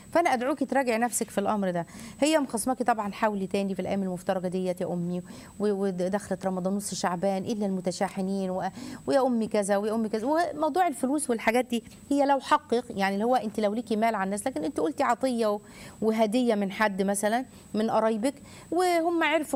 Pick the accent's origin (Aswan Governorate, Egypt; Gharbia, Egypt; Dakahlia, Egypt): Gharbia, Egypt; Tanta; لا دي بلد الجامعة، أنا من طنطا